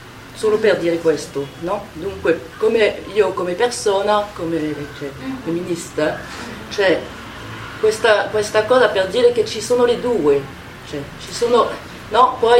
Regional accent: France; Italian is a second language; perché io come mi sento in questo discorso, e come francese

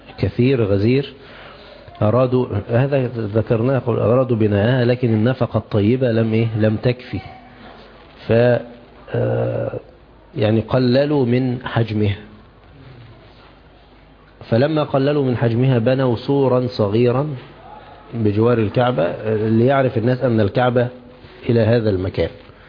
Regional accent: Egypt; يعني عندنا في مصر يقولون ايه، تنح تنح

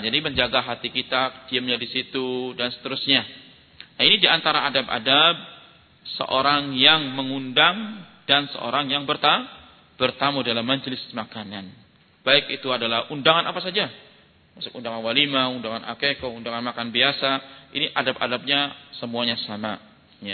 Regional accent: Sumatra, Indonesia; born there; saya walaupun orang Jawa kan sudah lahir di Sumatera, bukan lahir di Sumatera. Sudah besar di Sumatera.

